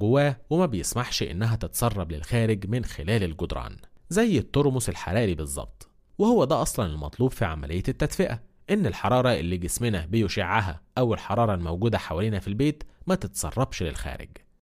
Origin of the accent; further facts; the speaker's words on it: Egypt; بس برضو لازم نفهم إن الكلام ده عندنا في مصر